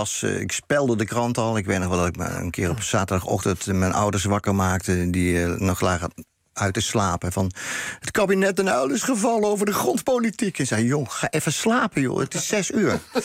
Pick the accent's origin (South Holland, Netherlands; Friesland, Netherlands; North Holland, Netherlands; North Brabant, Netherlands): North Brabant, Netherlands; En het leek ook op Brabant, met die gezelligheid waar ik opgroeide.